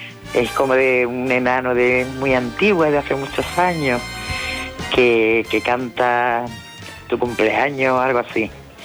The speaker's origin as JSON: {"language": "Spanish", "town": "Seville", "region": "Andalusia", "country": "Spain", "lives_now": "Málaga, Spain", "said": "Soy de Sevilla, pero actualmente vivo en Málaga."}